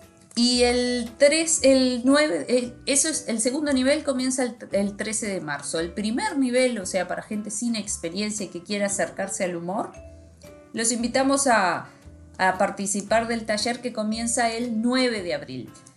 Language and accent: Spanish; Libertad, San José, Uruguay; born there; yo nací en la ciudad de Libertad, en el departamento de San José, aquí en Uruguay.